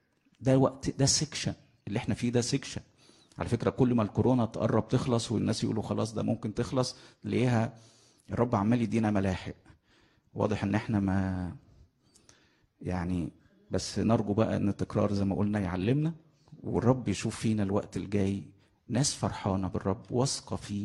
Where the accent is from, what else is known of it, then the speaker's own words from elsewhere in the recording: Egypt; accent: Egyptian; في لهجتنا المصرية عندنا كلمتين